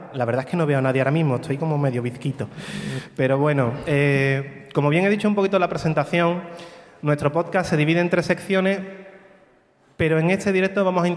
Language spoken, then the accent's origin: Spanish; Morón de la Frontera, Andalusia, Spain; perdonad mi acento, soy de Morón, sevillano, no, yo de inglés poco